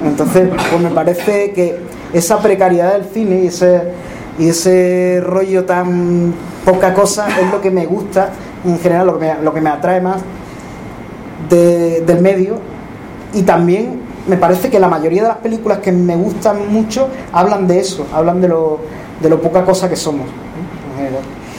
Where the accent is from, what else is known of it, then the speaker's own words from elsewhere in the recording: Extremadura, Spain; now in Seville, Spain; Yo soy extremeño, pero vivo en Sevilla desde hace 20-tantos años, ya 25, 24.